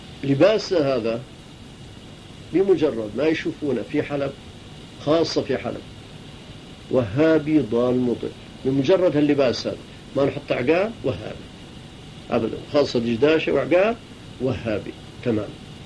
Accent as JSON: {"language": "Arabic", "country": "Palestine", "accent": "Palestinian", "said": "استحى، شاف لهجتي فلسطينية استحى شوية"}